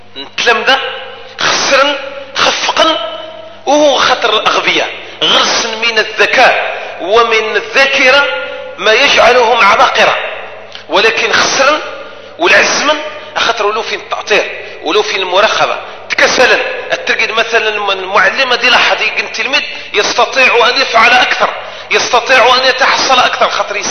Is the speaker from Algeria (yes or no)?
yes; Algeria; هذه المؤسسة الرسمية من حقنا كجزائريين